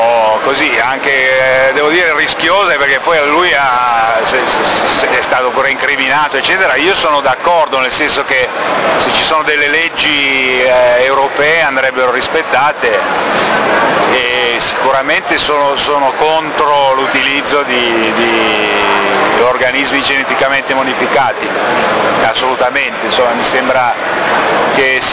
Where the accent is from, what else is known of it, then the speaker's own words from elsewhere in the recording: Colle di Val d'Elsa, Tuscany, Italy; Noi siamo della Toscana, di Colle Valdelsa, in provincia di Siena.